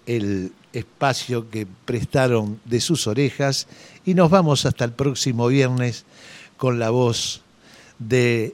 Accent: Buenos Aires, Argentina; Y como tales porteños, nosotros seguimos con esa idea

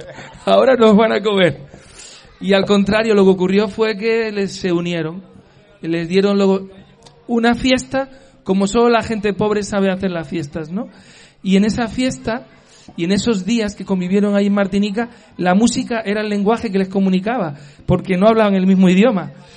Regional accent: Canary Islands, Spain; Yo soy muy canario. Ya, más canario imposible.

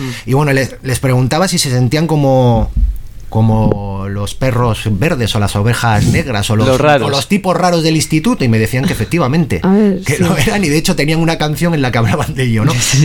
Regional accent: Porto, Norte, Portugal; Ah, bueno, es que soy de Porto yo, pero

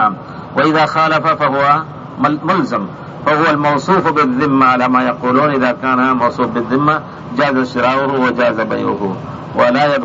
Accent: Egypt; عندنا في مصر نستاجر الأرض فيها البستان مثلا البرتقال السنة والسنتين

